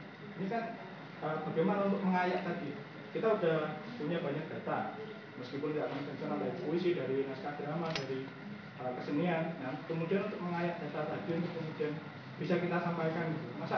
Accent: Jember, East Java, Indonesia; Jadi masalah saya dari Jember kan

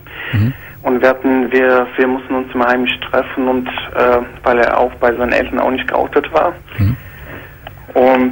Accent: Duisburg, North Rhine-Westphalia, Germany; ich komme aus Duisburg und meistens fahre ich dann weiter weg.

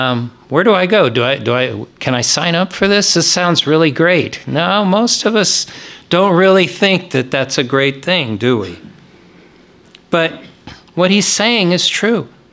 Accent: United States; Now, one of the huge blessings of being an American is that we have the privilege of freedom of religion.

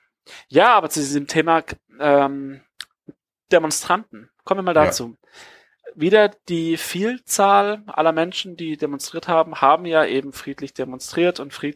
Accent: Hamburg, Germany; mir wird es als Hamburger auf den Sack gehen, wenn die Innenstadt abgesperrt wird

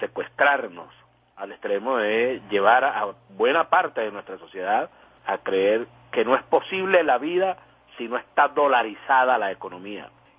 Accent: Venezuela; el mal crónico que más nos afecta a nosotros como venezolanas y venezolanos hoy en día

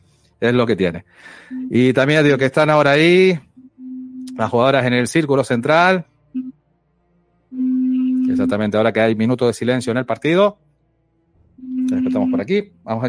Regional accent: Canary Islands, Spain; soy de Tenerife, de Canarias

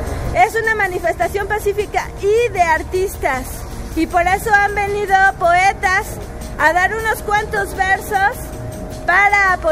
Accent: Mexico; lo que estamos haciendo aquí es manifestarnos como mexicanos solidarios

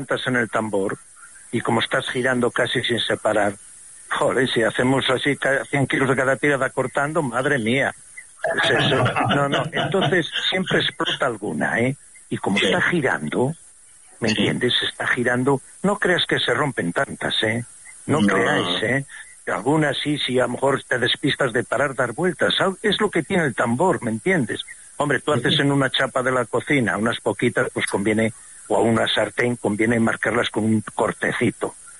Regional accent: Castile and León, Spain; Yo soy de la Tebaida Berciana y le llamamos rapona a la misma castaña, a la pared.

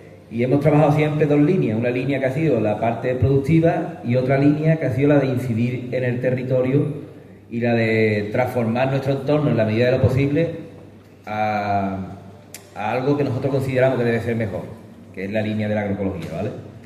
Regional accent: Cuevas del Becerro, Andalusia, Spain; vengo de Cuevas del Becerro, que es un pueblo que está en Málaga, cerca de la serranía de Ronda

